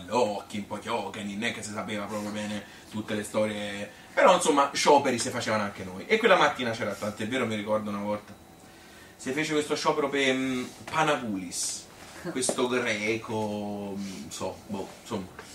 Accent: Bibbiena, Tuscany, Italy; born there; Sono nata a Bibbiana Stazione il 15 d'ottobre del 1952

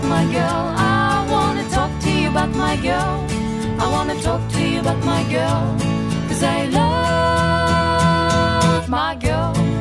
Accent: Genoa, Liguria, Italy; poi da genovese la focaccia con le cipolle, per esempio, è molto frequentata anche a colazione

